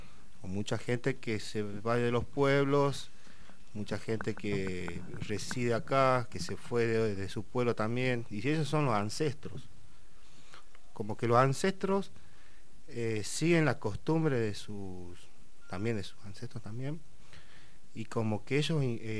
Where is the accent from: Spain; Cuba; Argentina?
Argentina; Guachipas, Salta; De Huachipas. Está al límite de Tucumán.